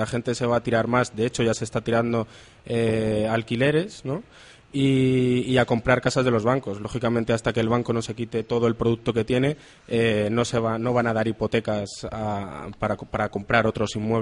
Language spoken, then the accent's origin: Spanish; Madrid, Community of Madrid, Spain; Yo soy de Madrid, estudié allí la carrera.